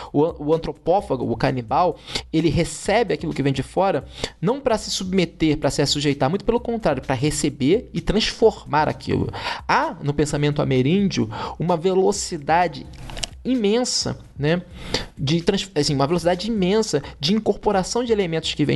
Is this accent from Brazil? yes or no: yes; Rio de Janeiro, Brazil; Porque eu cresci nos anos 90, no Rio de Janeiro